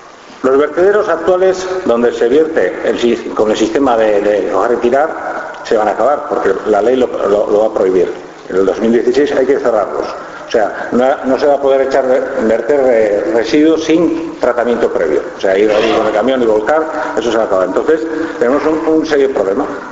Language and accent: Spanish; Usurbil, Basque Country, Spain; yo soy de Usurbil